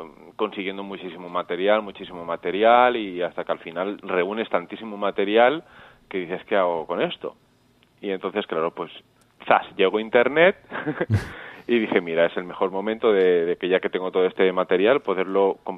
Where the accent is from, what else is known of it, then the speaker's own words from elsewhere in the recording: Olesa de Montserrat, Catalonia, Spain; soy de Olesa de Montserrat, Barcelona.